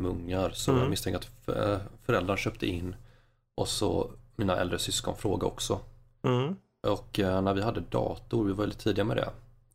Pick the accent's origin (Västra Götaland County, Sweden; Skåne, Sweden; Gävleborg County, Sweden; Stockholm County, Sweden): Västra Götaland County, Sweden; Kungälv; now in Falköping, Sweden; Jag är ursprungligen från Kungälv.